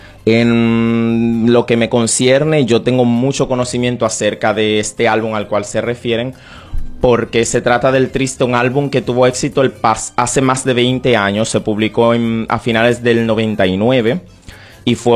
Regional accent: Switzerland; En mi caso, que soy originario de Suiza, declaro también en Suiza

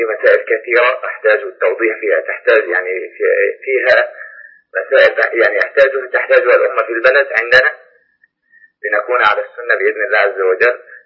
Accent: Syria; أنا من سوريا وأحبكم بالله.

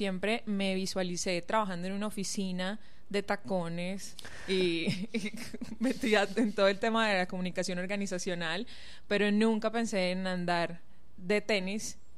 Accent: Sincelejo, Sucre, Colombia; now in Medellín, Colombia; yo vengo de una ciudad pequeña de la costa atlántica colombiana, se llama Sincelejo, pero llegué a Medellín hace 12 años aproximadamente.

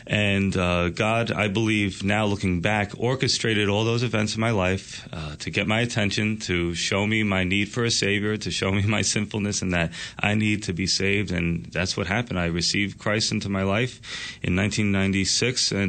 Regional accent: Yonkers, New York, United States; I was actually born and raised in Westchester County, New York, my whole life in Yonkers, where I'm actually the pastor of the church now.

